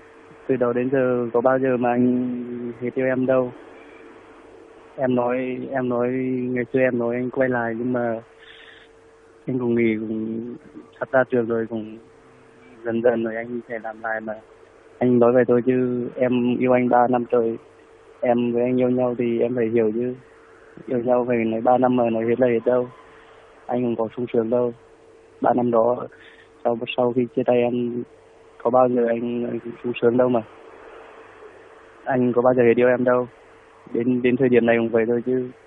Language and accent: Vietnamese; Hà Tĩnh, Vietnam; Dạ, em ở Hà Tĩnh ạ.